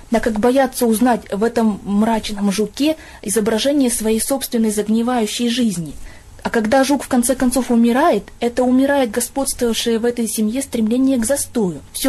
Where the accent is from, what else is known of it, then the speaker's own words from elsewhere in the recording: Chelyabinsk, Chelyabinsk Oblast, Russia; я из Челябинска.